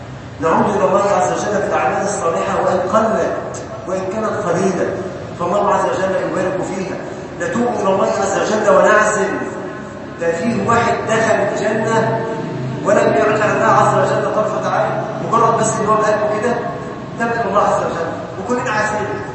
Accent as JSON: {"language": "Arabic", "country": "Egypt"}